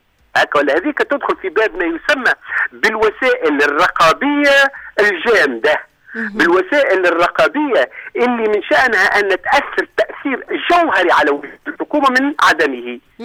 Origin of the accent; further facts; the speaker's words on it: Tunisia; احنا عندنا في تونس